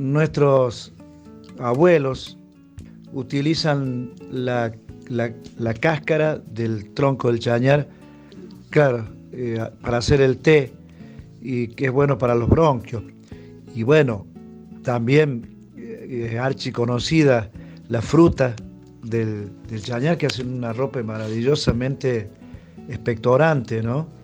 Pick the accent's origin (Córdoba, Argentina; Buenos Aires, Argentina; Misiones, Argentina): Córdoba, Argentina; Capilla del Monte; soy de Capilla del Monte, me he criado más al norte, tirando al Carrizal, Las Lajas, ahí nos hemos criado.